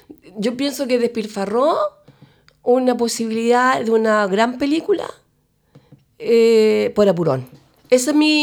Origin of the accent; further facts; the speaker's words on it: Chile; Un 60, porque soy chilena y porque me identifico con algunas cosas.